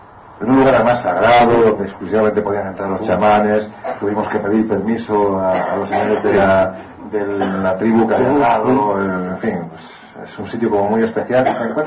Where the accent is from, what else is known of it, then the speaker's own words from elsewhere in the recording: Andalusia, Spain; como soy andaluz, como casi todos vosotros, toco madera